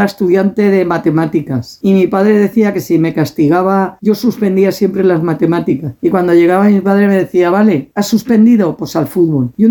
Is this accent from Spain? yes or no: yes; Alboraya, Valencian Community, Spain; also born or lived in Algemesí; yo nací en Algemesí, pero debido al trabajo de mi padre y todo, vivíamos en la huerta de Alboraya, pero mi madre siempre consideró que para tener a su hija tenía que ir a su pueblo. Sigo muy ligada de siempre a mi pueblo.